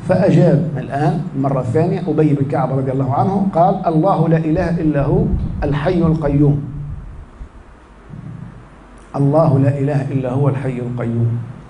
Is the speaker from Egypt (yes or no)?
no; Tunisia; فما في الحالة المدنية عندنا في تونس في المحاكم